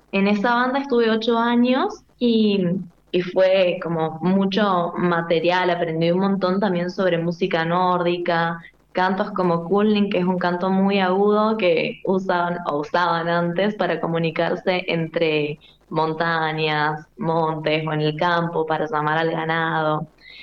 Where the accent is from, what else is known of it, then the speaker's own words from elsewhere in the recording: San Luis, Argentina; now in Mendoza, Argentina; a los 18 años, yo me vengo a estudiar música acá a Loncuyo, a Mendoza. Yo soy de San Luis.